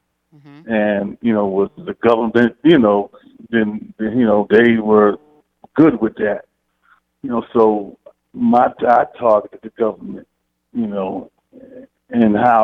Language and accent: English; Queens, New York, United States; also born or lived in Harlem; Oh, well, I was born in Harlem, raised in Queens, so I came up, you know, as a younger, you know, in the teenage years and, you know, the preteen years, you know, I came up in the 60s, basically.